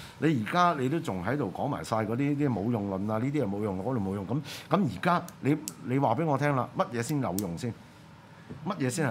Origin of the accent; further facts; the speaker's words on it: Hong Kong; 我哋香港人而家只有等待黎明嘅啫